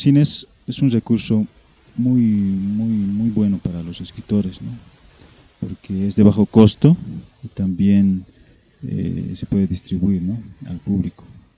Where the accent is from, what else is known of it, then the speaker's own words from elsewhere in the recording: Bolivia; como poetas, como escritores, que somos de Bolivia, del Estado Plurinacional de Bolivia